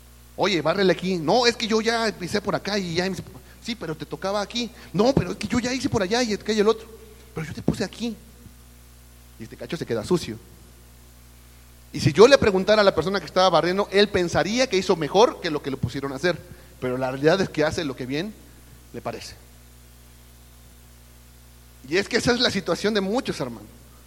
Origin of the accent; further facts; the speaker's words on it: Mexico; Lo crean o no, yo también soy mexicano. Yo sé que a veces la apariencia no da la apariencia de europeo o algo así, pero soy mexicano.